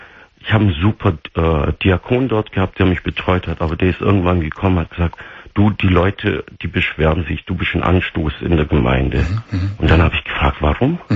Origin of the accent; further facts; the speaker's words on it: Turkey; Ich bin ein gebürtiger Türke, der nie Schweinefleisch gegessen hat.